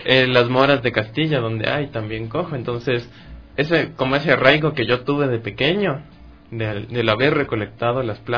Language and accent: Spanish; Tumbaco, Pichincha, Ecuador; yo crecí en el Valle de Tumbaco.